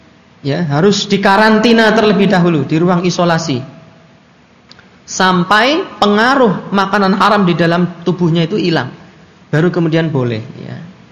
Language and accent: Indonesian; Java, Indonesia; wong saya juga orang Jawa. Asli pakai shot, asli.